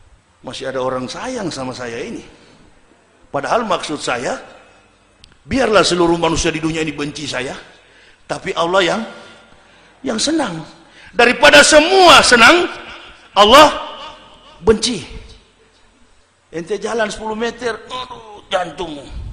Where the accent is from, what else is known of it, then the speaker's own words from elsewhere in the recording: Manado, North Sulawesi, Indonesia; dia orang Manado, saya juga orang Manado